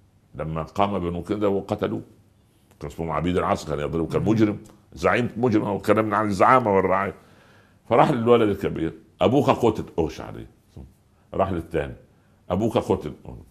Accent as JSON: {"language": "Arabic", "region": "Upper Egypt", "country": "Egypt", "said": "والله أنا أقول لك طرفة عجيبة حصلت عندنا في الصعيد. في قرية جنبنا"}